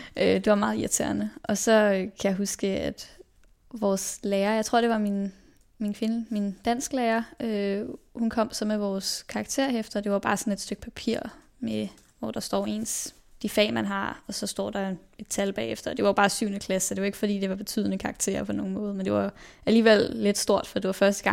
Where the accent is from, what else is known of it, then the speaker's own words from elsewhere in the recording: Copenhagen, Capital Region of Denmark, Denmark; jeg blev født på Rigshospitalet den 21. maj i 2000. Og så voksede jeg over på Østerbro, hvor jeg jo bor med min mor, min far og min søster.